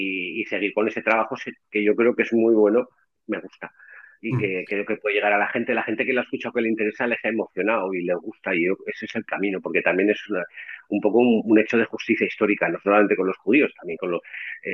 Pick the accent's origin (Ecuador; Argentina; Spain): Spain; Tarazona, Aragon; also born or lived in Borja; now in Calatayud, Spain; mi padre y mi familia son de Malecán, que es un pueblecito al lado de Borja. He vivido toda mi vida en Tarazona hasta que hace unos 15 o 20 años, o bueno, 15 años o así, me vine a vivir a Calatayud.